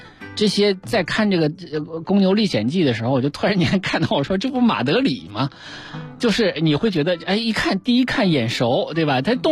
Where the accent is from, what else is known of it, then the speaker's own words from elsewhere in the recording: Qiqihar, Heilongjiang, China; 我老家齐齐哈尔站